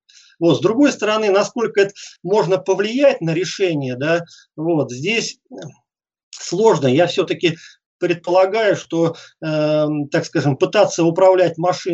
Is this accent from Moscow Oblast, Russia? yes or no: no; Oryol, Oryol Oblast, Russia; я был единственным уроженцем города Орла.